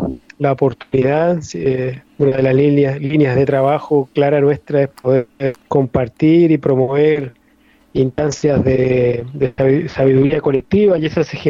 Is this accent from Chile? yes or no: yes; northern Chile, Chile; Sí, una zona desértico-costera, exactamente, donde yo las abejas la conocí recién a los 9 años.